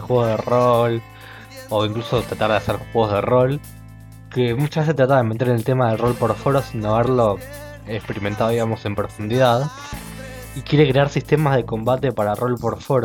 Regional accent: Argentina; a mí como argentino, me resultaba difícil acomodarme a los horarios de los españoles

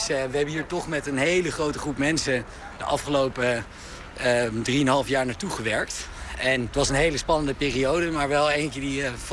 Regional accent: Aerdenhout, North Holland, Netherlands; Ik ben opgegroeid in Aardehout. Dat is natuurlijk, als je kijkt naar de gemiddelde inkomensklasse van Nederland, ligt dat bovenin.

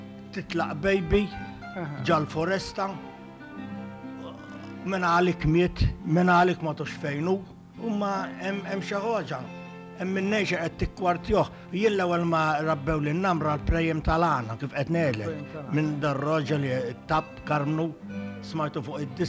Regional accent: Birkirkara, Central Region, Malta; Jien minn Birkirkara, bled.

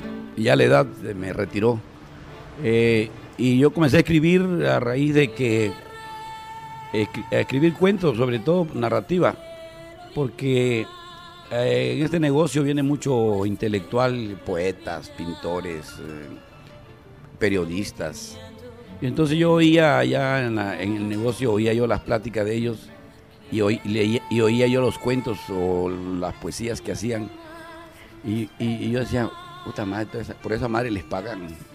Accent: Tolán, Chiapas, Mexico; Yo soy originario de Tolán, pero soy conde de Tolán, marqués del Valle de Cintalapa. Tolán se llama ahora Rosendo Salazar, pero yo nací en Tolán porque así dice mi acta.

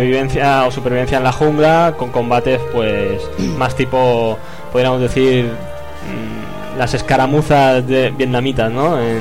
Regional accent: Catalonia, Spain; Exacto. De mi tierra.

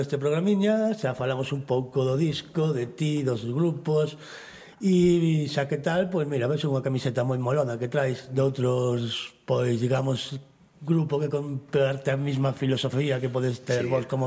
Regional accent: Galicia, Spain; o centro social referente na miña terra bergantiña

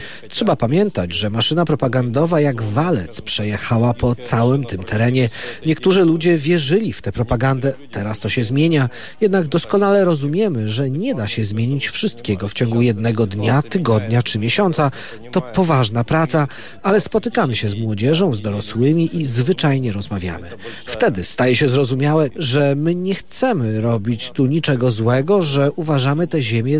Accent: Russia; now in Ukraine; Urodziłem się w Federacji Rosyjskiej i jestem Rosjaninem, a mieszkam w obwodzie Odeskim na południu.

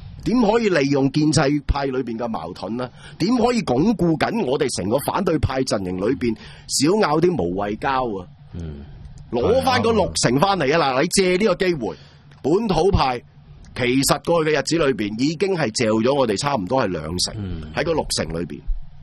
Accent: Hong Kong; 我哋香港人，你咪最多睇下半年咩环境咯

